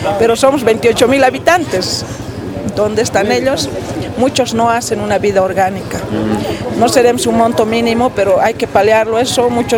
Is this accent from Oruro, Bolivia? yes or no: yes; Oruro, Bolivia; now in El Alto, Bolivia; Yo, por ejemplo, soy orureña, ¿no?